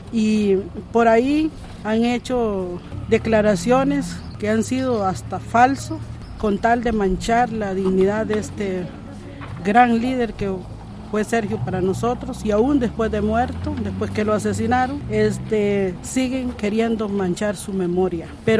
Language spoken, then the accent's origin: Spanish; Cabagra, Puntarenas, Costa Rica; vengo del territorio de Cavagra y nos unimos aquí a manifestarnos con diferentes territorios que componemos todos los indígenas originarios